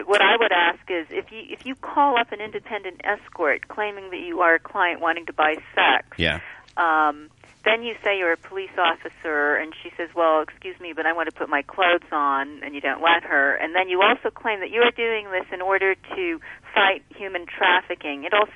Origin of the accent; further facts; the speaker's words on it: Ottawa, Ontario, Canada; because I grew up in Ottawa.